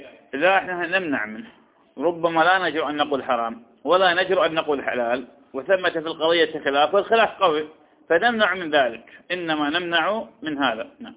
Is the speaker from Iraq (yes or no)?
yes; Iraq; وهذه تحصل عندنا في العراق